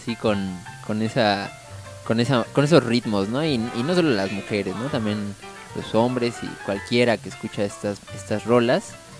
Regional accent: Mexico; Particularmente como que tenemos igual como esa maña en México, ¿no?

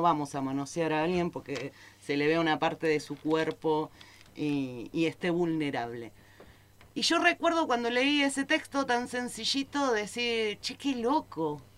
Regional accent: Buenos Aires, Argentina; yo me crié en una ciudad, en Buenos Aires, en una gran ciudad.

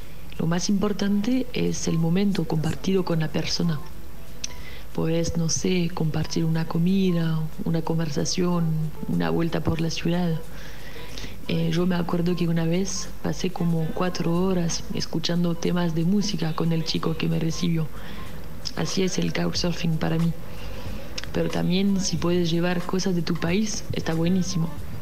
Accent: France; de Francia.

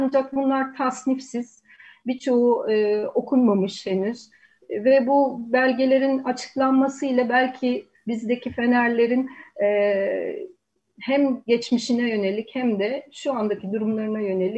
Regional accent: Sarıyer, Istanbul, Turkey; Bunun dışında Sarıyer'de büyüdüm. Babam aynı şekilde denizle uğraşıyordu.

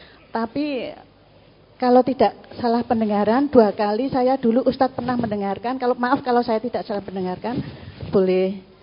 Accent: Sempor, Central Java, Indonesia; Saya orang Kebumen, asli Sempor

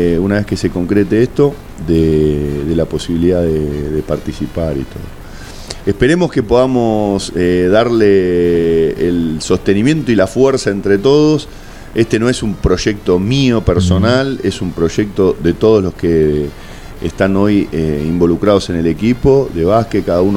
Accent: Buenos Aires, Argentina; para mí de que vengo de Buenos Aires, empezar un partido a las 9:30, 10, ya es tarde

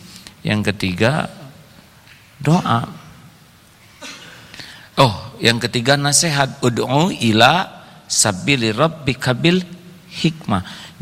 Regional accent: West Java, Indonesia; saya orang Sunda tapi dulu kurang bagus nilainya

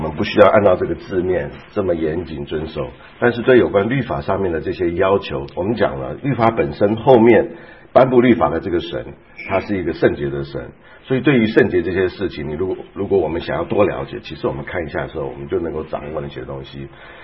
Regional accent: Taiwan; 像我是从台湾来的

